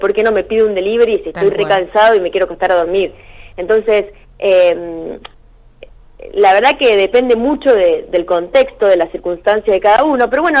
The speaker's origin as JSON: {"language": "Spanish", "town": "Eduardo Castex", "region": "La Pampa", "country": "Argentina", "lives_now": "Córdoba, Argentina", "said": "yo soy de Eduardo Castex y bueno, hace varios años que estoy acá en Córdoba porque me vine a estudiar"}